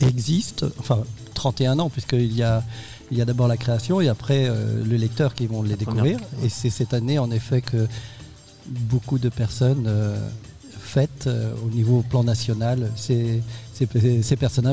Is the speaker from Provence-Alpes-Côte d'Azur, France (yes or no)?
no; Brittany, France; c'était à Saint-Malo, puisque je suis breton, et c'est à côté de chez moi.